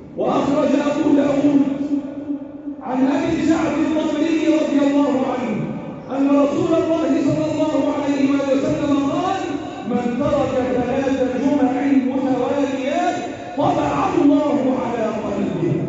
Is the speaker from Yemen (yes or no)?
no; Egypt; اللهم احفظ بلدنا مصر وسائر بلاد